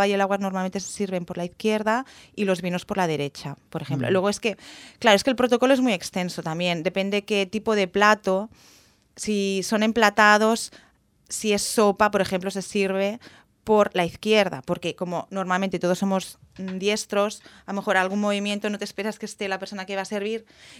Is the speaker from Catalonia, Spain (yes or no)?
yes; Catalonia, Spain; Yo digo cava también porque como soy catalana, pues a mí el cava me gusta.